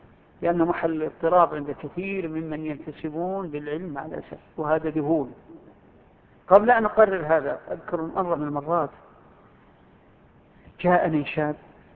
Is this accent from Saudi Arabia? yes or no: yes; Saudi Arabia